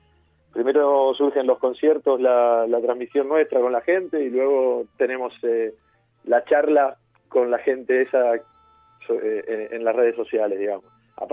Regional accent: Argentina; Y yo también, que soy argentino.

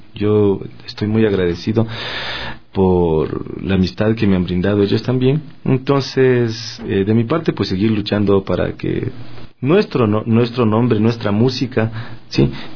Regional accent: Ecuador; Nuestra identidad como ecuatorianos es nuestra música.

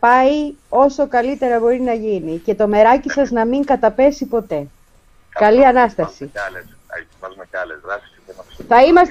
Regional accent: Greece; αυτή είναι η ντοπιολαλιά μου και το χωριό μου δεν το λένε για Παρασκευή, το λένε Λιβιάχοβο, ρε αδερφέ.

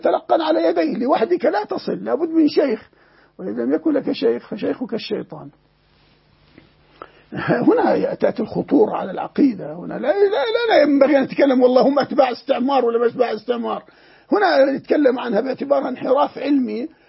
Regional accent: Jordan; وعندنا في الأردن مثلا

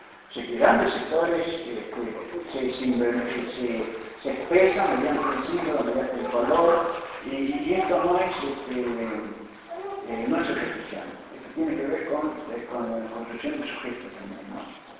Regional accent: Argentina; Yo quiero afirmarme como sujeto argentino

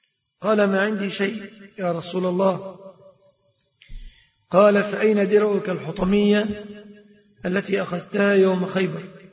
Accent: Egypt; فهذه صورة الصداق عند الغالبية العظمى في بلادنا مصر.

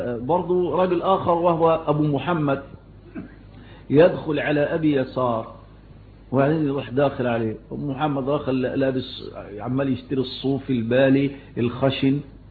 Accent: Shubra, Cairo Governorate, Egypt; فكنا نشوف المولد ده زمان يعملوه عندنا في حته اسمها ميني السيرج

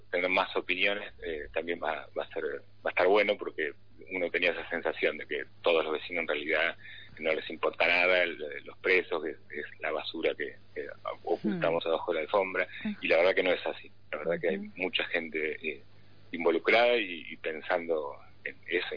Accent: San Cristóbal, Buenos Aires, Argentina; yo hace 12 años que vivo en Devoto. Uh-huh. No nací en Devoto, soy de San Cristóbal

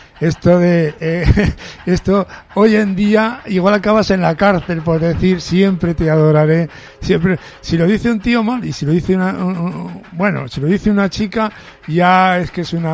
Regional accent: Medina de Pomar, Castile and León, Spain; Los tres sudamericanos pasaron por mi pueblo, Medina de Pomar, Burgos, porque una vez... estábamos todos los chavales por allí en torno al pueblo

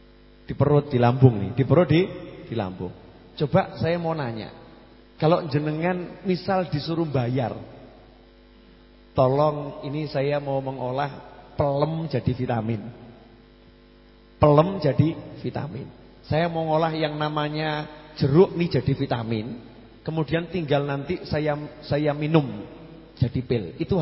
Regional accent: Surakarta, Central Java, Indonesia; accent: Solo; Saya ini orang Solo ya, lidahnya ya lidah Solo. Kalau ngomong Inggris ya salah-salah.

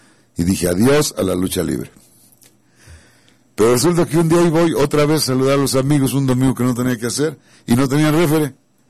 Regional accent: Mexico City, Mexico; also born or lived in Magdalena, Jalisco; yo vivía a dos calles de la Arena Coliseo allá en México. Yo soy de Magdalena, Jalisco, pero desde muy pequeño nos fuimos a radicar al Distrito Federal.

